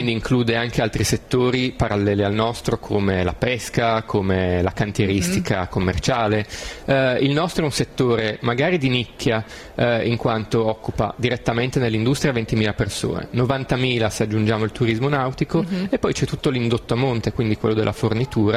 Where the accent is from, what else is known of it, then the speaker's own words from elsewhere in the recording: Turin, Piedmont, Italy; now in Genoa, Italy; Io sono torinese e mi sono trasferito qua a Genova